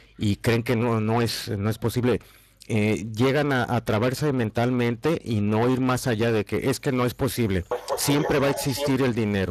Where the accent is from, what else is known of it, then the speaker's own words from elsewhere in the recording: Mexico; now in Spain; yo como mexicano, a mí me sucede aquí en España